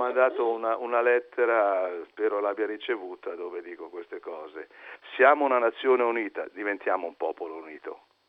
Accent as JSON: {"language": "Italian", "region": "Emilia-Romagna", "country": "Italy", "said": "Io vengo dalla provincia di Bologna."}